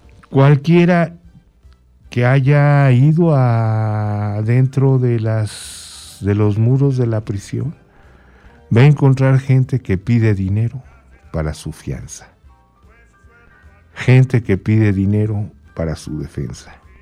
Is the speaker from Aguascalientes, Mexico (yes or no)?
no; Iztapalapa, Mexico City, Mexico; No, yo vengo de Iztapalapa.